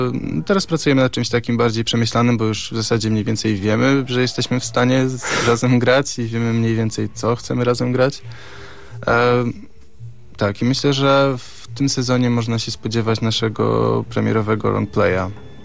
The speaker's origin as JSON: {"language": "Polish", "town": "Gdynia", "region": "Pomeranian Voivodeship", "country": "Poland", "tie": "born or raised there", "said": "No, ja jako gdynianin, nie oszukujmy się, urodzony i wychowany w Gdyni"}